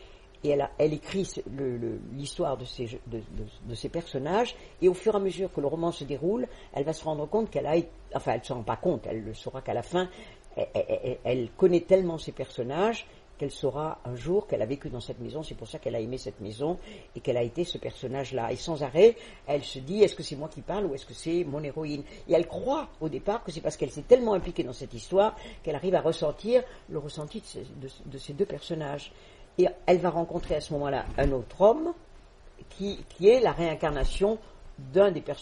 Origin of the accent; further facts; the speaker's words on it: Southern France, France; born there; alors que je suis née dans le Midi de la France